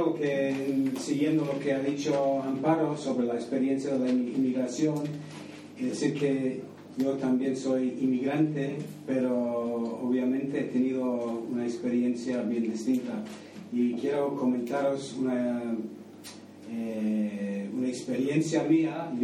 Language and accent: Spanish; Scotland, United Kingdom; born there; Spanish is a second language; Yo nací en Escocia, sí, pero mi padre era un inmigrante de Polonia. Mi madre había nacido en Marruecos. Y yo he vivido en muchos países